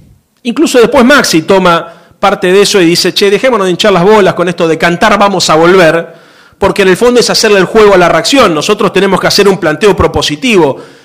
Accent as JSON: {"language": "Spanish", "region": "Buenos Aires", "country": "Argentina", "said": "Yo vengo de la ciudad de Buenos Aires"}